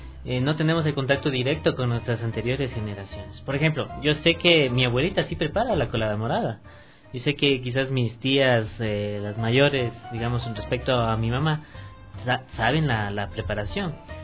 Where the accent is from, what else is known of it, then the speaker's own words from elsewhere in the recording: Cayambe, Pichincha, Ecuador; born there; yo nací en Cayambe, ¿no?